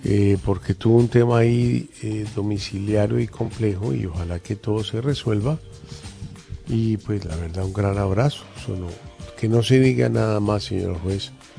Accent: Colombia; yo no soy ni ortodoxo ni judío? Yo soy colombiano y puro

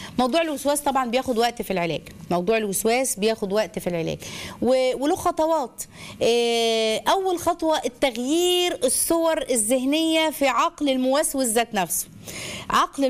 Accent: Egypt; عندنا احنا كعرب او كمصريين

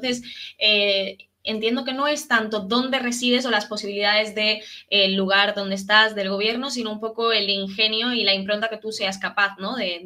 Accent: Bolivia; los conflictos están fuertes en mi país, que originariamente es Bolivia

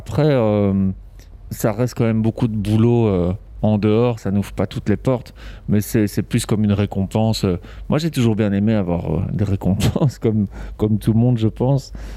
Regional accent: Brussels, Brussels-Capital Region, Belgium; moi, je suis né à Bruxelles. Donc, j'ai vécu à Bruxelles toute mon enfance et adolescence. Et puis, c'est vrai qu'étant adulte, je suis parti à Charleroi parce qu'il y avait beaucoup de place pour la culture.

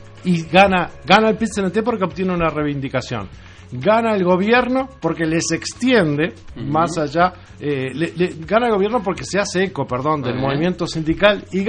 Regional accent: San Fernando de Maldonado, Maldonado, Uruguay; Y nosotros, como uruguayos, como fernandinos, somos fernandinos

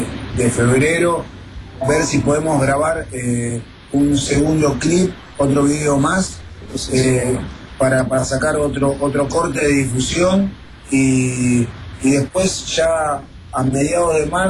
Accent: Argentina; Flavio y yo somos argentinos, ¿no? Y vivimos en Argentina

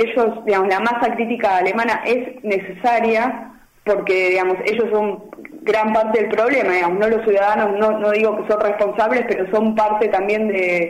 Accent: Avellaneda, Buenos Aires Province, Argentina; now in Germany; yo soy de Buenos Aires, de Avellaneda, y vivo mitad Berlín, mitad Buenos Aires.

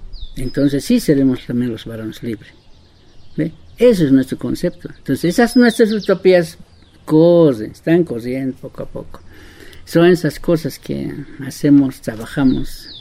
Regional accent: La Paz, Bolivia; Soy del Consejo de Amautas Indígenas del Tahuantín Suyo, de Corea Suyo, Bolivia, La Paz.

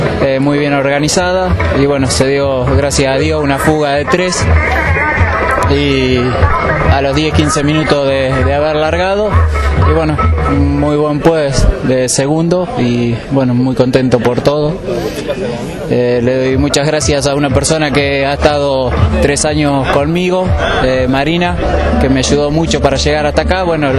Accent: Arrecifes, Buenos Aires Province, Argentina; soy de Arrecifes

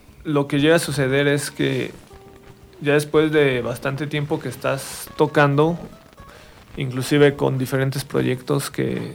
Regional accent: Mexico; No, soy mexicano. O sea, me gusta ser mexicano, me gusta México.

